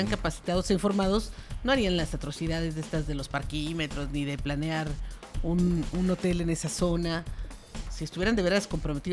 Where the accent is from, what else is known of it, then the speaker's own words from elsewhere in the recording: Querétaro, Mexico; Pues los únicos que perdemos somos los queretanos